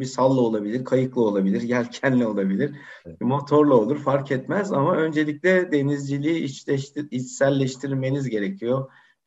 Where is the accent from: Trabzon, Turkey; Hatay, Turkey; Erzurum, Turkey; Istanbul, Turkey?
Istanbul, Turkey; Heybeliada; Benim çocukluğum Heybeliada'da geçti. Yani yaz kış olarak geçti.